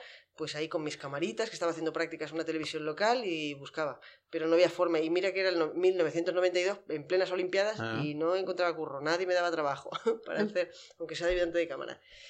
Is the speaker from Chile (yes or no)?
no; Terrassa, Catalonia, Spain; Esto era en Barcelona, pues en Tarrasa, en mi pueblo donde yo vivía.